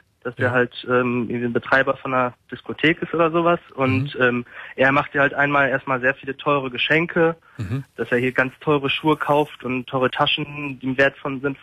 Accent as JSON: {"language": "German", "town": "Münster", "region": "North Rhine-Westphalia", "country": "Germany", "said": "Und wir kommen eigentlich aus Münster"}